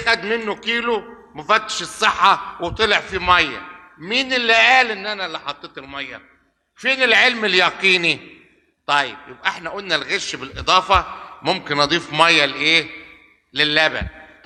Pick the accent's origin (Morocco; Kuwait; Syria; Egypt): Egypt; Shubra, Cairo Governorate; وأنا أصلا ابن شبرا وابن الساحل